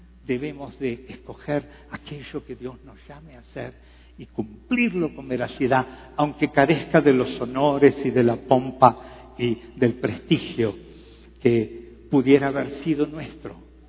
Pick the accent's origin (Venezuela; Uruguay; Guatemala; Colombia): Uruguay; Yo soy un uruguayo, como bien lo dijo el pastor Gustavo. Tengo 69 años, soy un poquito menor que Samuel